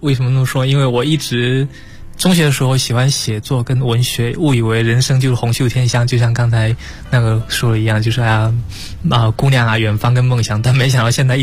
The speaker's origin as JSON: {"language": "Chinese", "region": "southern China", "country": "China", "said": "这可能是因为我是南方人的因素"}